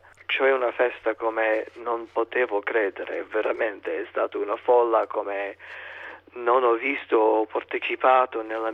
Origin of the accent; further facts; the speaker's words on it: Cleveland, Ohio, United States; Italian is a second language; generazione clevelandese, posso dire, cioè tutti i miei sono da Cleveland, tutti i nonni sono nati lì, i miei genitori sono nati lì